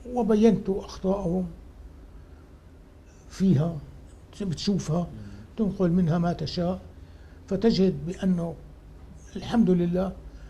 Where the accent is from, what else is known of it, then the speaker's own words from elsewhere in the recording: Mayadin, Deir ez-Zor Governorate, Syria; لا، نحن شوام ميادنة حسينية.